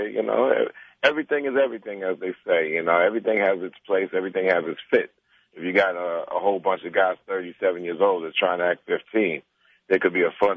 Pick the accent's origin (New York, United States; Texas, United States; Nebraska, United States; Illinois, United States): New York, United States; Roosevelt; We come from Roosevelt, Long Island, from two vastly different paths.